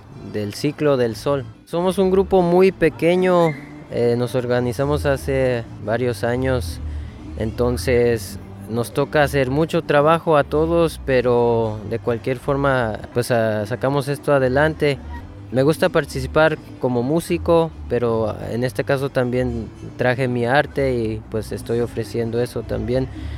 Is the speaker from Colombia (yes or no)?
no; Tzintzuntzan, Michoacán, Mexico; soy de Sinsunzan, soy músico y también hago arte.